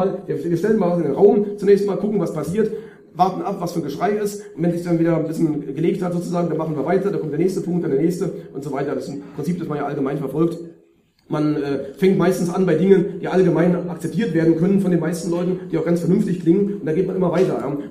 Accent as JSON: {"language": "German", "country": "Germany", "said": "neigen wir so ein bisschen als Deutsche durch die eigene nationale Brille dazu, das sehr stark eben auf diese deutsche Thematik alles zu beziehen."}